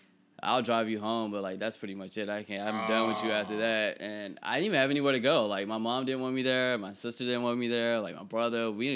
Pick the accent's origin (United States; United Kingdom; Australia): United States; Bible Belt; I mean I grew up in the Bible Belt, so yeah